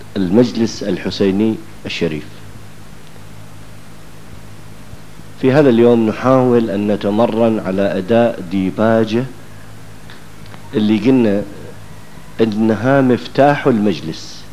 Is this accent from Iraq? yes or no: yes; Iraq; accent: Iraqi; now in Syria; هذا البناء يبدأ من الأساسات للبتلو بلهجتنا احنا العراقية، هنا يسموه شيناج